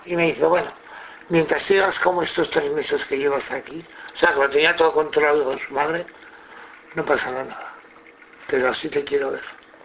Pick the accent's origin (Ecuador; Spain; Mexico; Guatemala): Spain; Zaragoza, Aragon; yo soy de aquí de Zaragoza